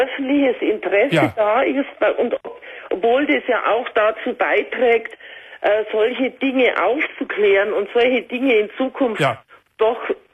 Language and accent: German; Bavaria, Germany; Ich komme aus Bayern.